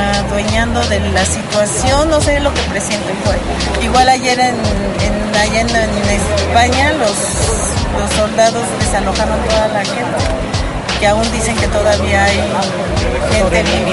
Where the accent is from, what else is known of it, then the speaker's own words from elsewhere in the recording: Azcapotzalco, Mexico City, Mexico; yo soy de aquí del distrito, de Azcapotzalco. El 85 yo lo viví, estaba muy joven, yo creo que tendría unos 15 años.